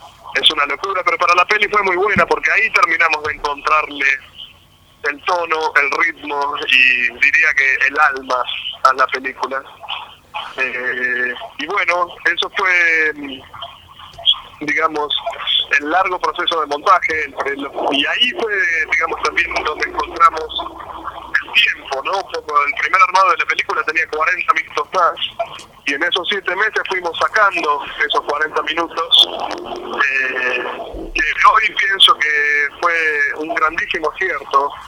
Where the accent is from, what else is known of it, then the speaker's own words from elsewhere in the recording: Buenos Aires, Argentina; Yo soy de Buenos Aires